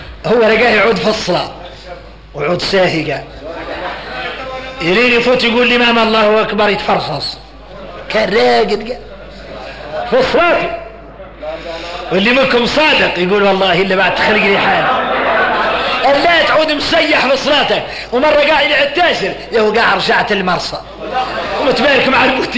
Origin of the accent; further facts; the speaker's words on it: Mauritania; هذه الكلمات اللي عندنا احنا موريتاني